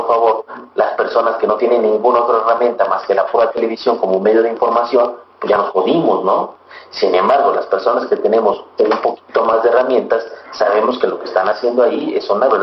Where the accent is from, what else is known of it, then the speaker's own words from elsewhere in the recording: Mexico; ese reto que tenemos nosotros como sociedad mexicana